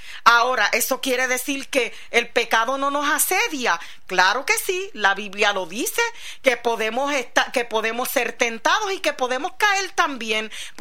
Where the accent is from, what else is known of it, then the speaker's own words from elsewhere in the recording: Puerto Rico; Nosotros que venimos desde la isla de Puerto Rico, que estamos rodeados por agua por todos lados